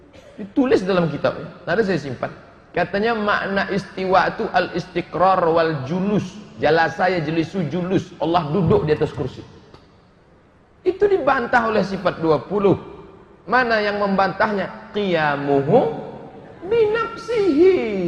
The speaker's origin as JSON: {"language": "Indonesian", "town": "Pekanbaru", "region": "Riau", "country": "Indonesia", "said": "Asal Kanbaru Riau"}